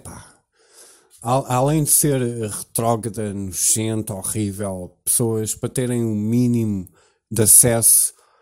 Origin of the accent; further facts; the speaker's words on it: Cascais, Lisbon, Portugal; born there; Eu nasci no Hospital de Cascais Antigo